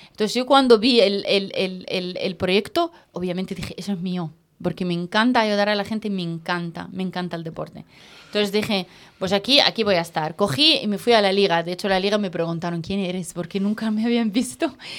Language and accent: Spanish; Cairo, Cairo Governorate, Egypt; Spanish is a second language; Bueno, nada, pues yo soy del Cairo, de Egipto, donde hay pirámides o no sé qué, pues esto.